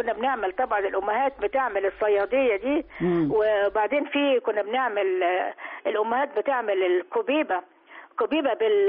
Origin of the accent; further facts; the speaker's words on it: Port Said, Port Said Governorate, Egypt; احنا عندنا في بورسعيد بنطبخ الاسماك كتير يعني، حياتنا بورسعيد هي السمك